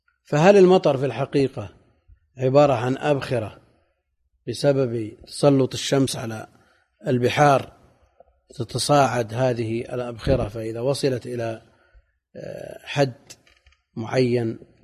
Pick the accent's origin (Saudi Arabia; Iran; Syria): Saudi Arabia; Najd; وعندنا في نجد شدة الحر ولا أمطار